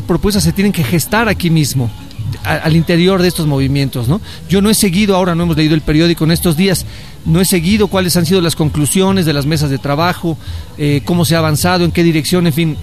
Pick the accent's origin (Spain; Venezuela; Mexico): Mexico; Llamar a la gente a que defienda algo de lo sustancial que tenemos como mexicanos, como personas en este país.